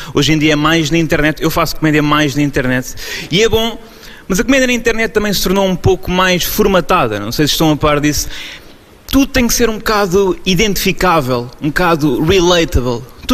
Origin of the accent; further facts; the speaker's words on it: Lisbon, Portugal; Tenho 24 anos, sou de Lisboa.